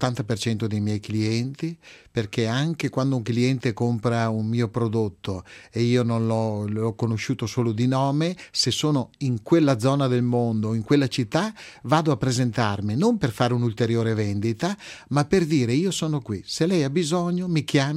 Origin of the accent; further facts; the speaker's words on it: Veneto, Italy; Nei vini, essendo veneto, il mio vino di punta è l'Amarone